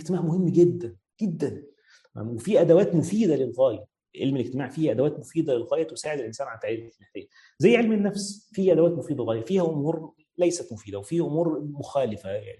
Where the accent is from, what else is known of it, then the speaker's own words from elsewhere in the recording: Egypt; زي مثلا عندنا في مصر